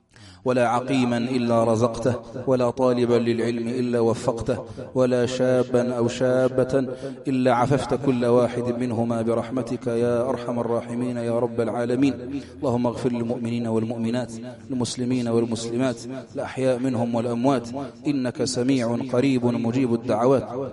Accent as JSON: {"language": "Arabic", "country": "Algeria", "said": "اللهم احفظ بلادنا الجزائر من كل مكروه وسوء وبلاء"}